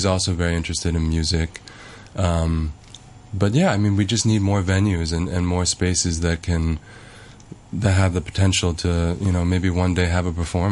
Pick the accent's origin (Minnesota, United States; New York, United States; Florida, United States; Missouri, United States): New York, United States; also born or lived in Hong Kong; I was born in New York.